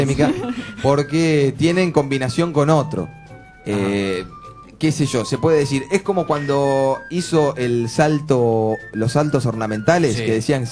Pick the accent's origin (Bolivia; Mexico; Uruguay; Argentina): Uruguay; Y como nosotros somos uruguayos todos.